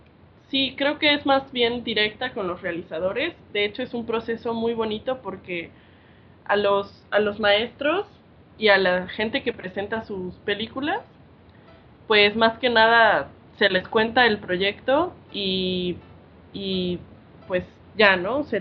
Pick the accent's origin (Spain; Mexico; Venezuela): Mexico; Puebla; yo vengo de la ciudad de Puebla, ¿no? Siempre cuento como mi experiencia porque creo que es algo muy importante venir del centro de una ciudad